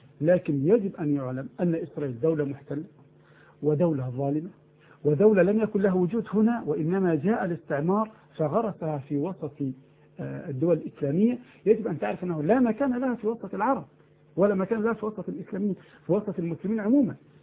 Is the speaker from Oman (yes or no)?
no; Egypt; عندنا في مصر بفضل الله رادارات تصور الطائرة